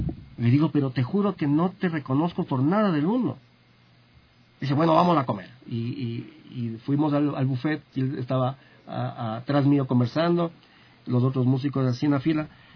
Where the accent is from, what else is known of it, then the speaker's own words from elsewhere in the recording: Quito, Pichincha, Ecuador; Yo digo, yo soy de Ecuador, de Quito.